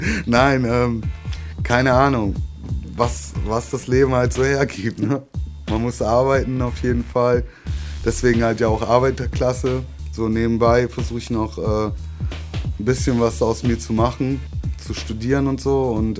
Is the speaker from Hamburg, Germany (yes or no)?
no; Bremen, Germany; Ich komme aus Bremen eigentlich. So, da lege ich auch immer noch auch nach zwei Jahren Wert drauf.